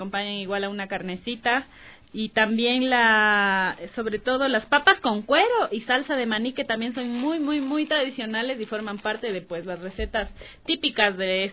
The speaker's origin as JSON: {"language": "Spanish", "country": "Ecuador", "said": "parte de nuestra dieta tradicional de aquí como ecuatorianos"}